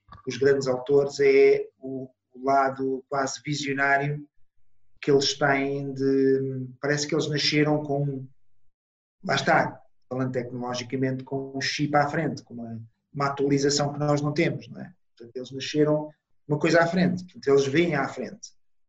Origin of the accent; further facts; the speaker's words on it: Italy; Portuguese is a second language; now in Portugal; Eu sou italiano, portanto, eu vivo em Portugal há 35 anos